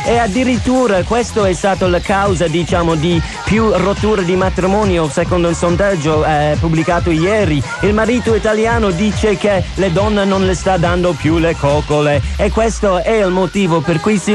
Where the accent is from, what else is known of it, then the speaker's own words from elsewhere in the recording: Ireland; now in Italy; vengo dall'Irlanda, c'ho un certo numero di anni, non lo voglio dire in onda, e mi fa molto piacere essere qua in Italia con voi.